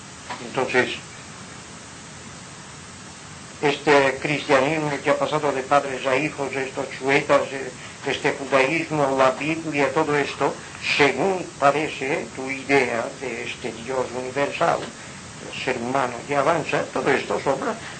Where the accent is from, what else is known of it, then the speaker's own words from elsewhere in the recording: Inca, Balearic Islands, Spain; born there; Yo nací en Inca. ¿Cuántas veces he dicho que Inca es la capital de Europa?